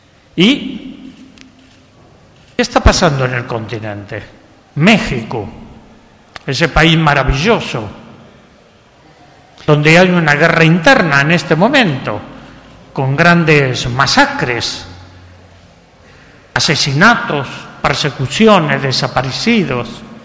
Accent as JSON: {"language": "Spanish", "country": "Argentina", "said": "tenemos que comenzar a repensar en Argentina, en mi tierra"}